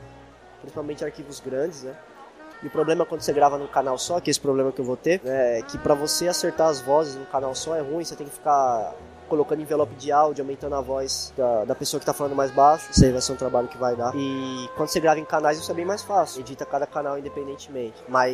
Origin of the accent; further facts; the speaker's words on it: São Paulo, Brazil; Mas como a gente é aqui de São Paulo, né?